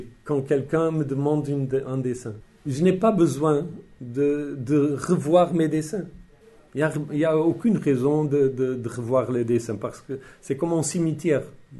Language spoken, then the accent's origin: French; Portugal; Mais J'ai dit, bon, je suis portugais.